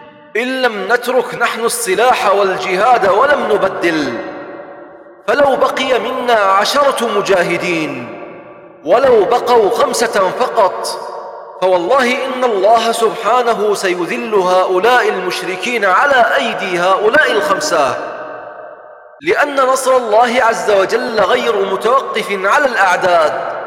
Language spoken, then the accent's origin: Arabic; Tal Afar, Nineveh, Iraq; وفي بلدتنا هذه يا شباب، في تل أعفر وصل الحال بهم إلى، تذكرون دورياتهم التي كانت تدخل إلى بعض أحياء المدينة